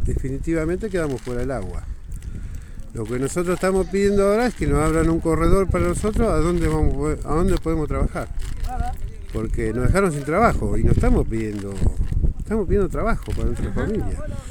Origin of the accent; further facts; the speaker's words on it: San Clemente, Buenos Aires Province, Argentina; Somos de San Clemente. De San Clemente